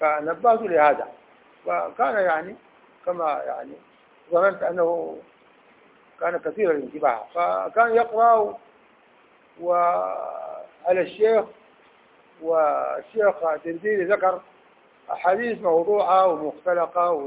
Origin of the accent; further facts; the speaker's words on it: Sudan; في بلدنا السودان في